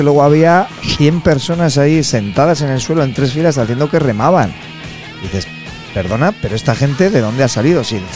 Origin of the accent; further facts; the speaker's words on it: Burgos, Castile and León, Spain; los de Gamonal, pues somos de Burgos y quizás somos los más afortunados, porque puede ser de Burgos y de Gamonal